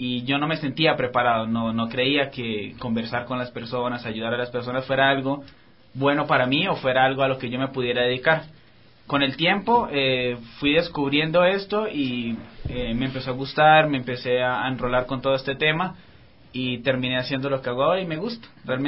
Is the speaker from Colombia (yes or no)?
yes; Colombia; Bueno, yo soy de Colombia, sí, tengo 22 años